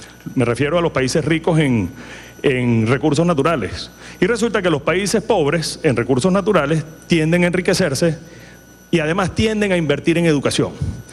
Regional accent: Venezuela; esa es la gran invitación que tenemos ahorita como venezolanos para transformar materia prima en valor agregado para exportación.

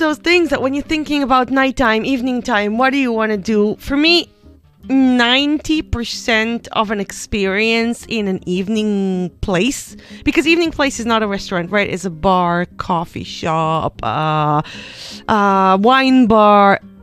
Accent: Israel; I'm coming from Israel, and the Mediterranean in particular, we are a nighttime economy.

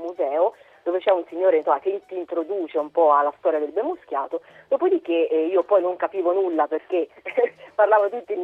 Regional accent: Tuscany, Italy; moved away; dalle mie parti in Toscana

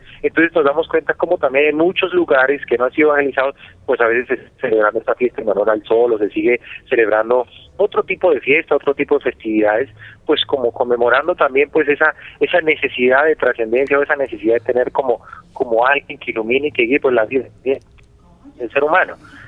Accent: Cundinamarca, Colombia; como cundinamarqueses y como colombianos, pues redescubramos el espíritu de la Navidad

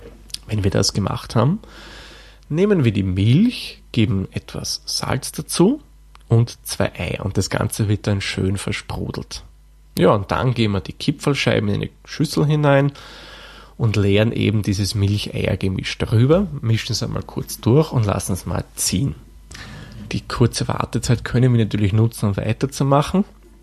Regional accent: Lower Austria, Austria; In meiner Heimat im Waldviertel, vor allem in der Region, wo ich dann herkomme, also in der Stadt, wo ich herkomme

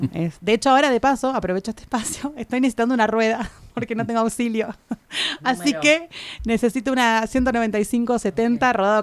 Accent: Buenos Aires, Argentina; Yo soy maestra, era maestra de jardín del nivel inicial, allá en Buenos Aires, de donde vengo.

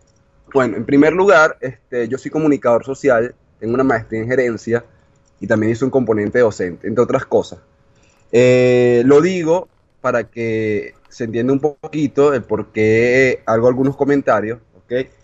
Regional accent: Venezuela; now in Argentina; yo soy venezolano, actualmente estoy en Argentina por trabajo, pero pienso volver a mi país

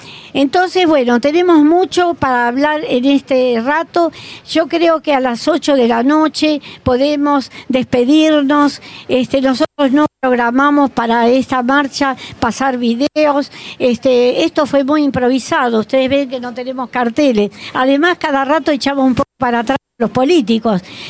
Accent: Argentina; Nosotros como argentinos nos da vergüenza que haya tropas argentinas.

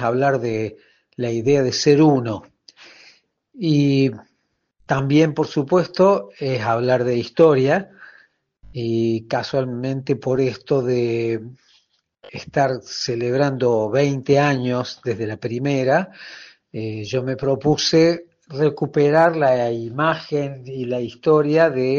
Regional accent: Argentina; la riquísima diversidad étnica y cultural que teníamos como argentinos, que hemos recibido tanta inmigración desde siempre.

